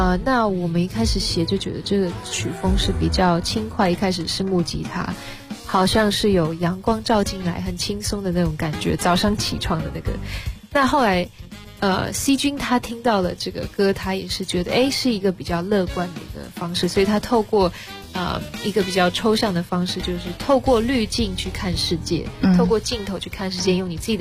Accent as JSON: {"language": "Chinese", "country": "Netherlands", "tie": "born or raised there", "said": "我记得我小时候在荷兰其实很少接触到中文，因为都是荷兰文"}